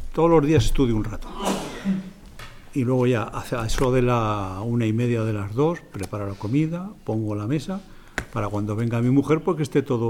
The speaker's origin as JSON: {"language": "Spanish", "town": "Zaragoza", "region": "Aragon", "country": "Spain", "tie": "born there", "said": "yo nací en Torrero y fui al Colegio San Antonio no cuando estaba aquí, sino que estaba en la calle Alicante, por la calle Alicante, la calle Monterregado."}